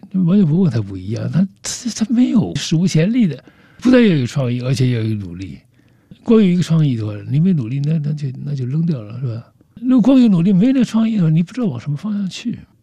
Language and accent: Chinese; Jiangxi, China; now in Lhasa, China; 只有那个春节的时候又回到我的老家江西